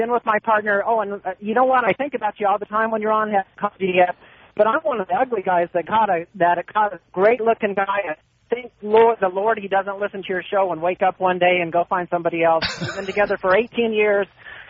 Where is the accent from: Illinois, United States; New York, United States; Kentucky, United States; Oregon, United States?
Oregon, United States; Portland; Hey, I'm from Portland.